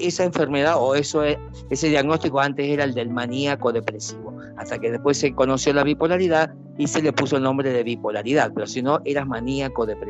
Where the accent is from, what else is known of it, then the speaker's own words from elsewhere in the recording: Argentina; yo también soy argentino, qué vergüenza esta gente, por favor.